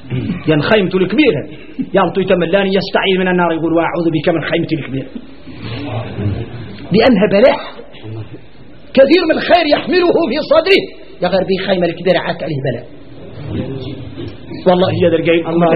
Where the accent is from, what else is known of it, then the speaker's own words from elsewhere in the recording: Mauritania; احنا موريتاني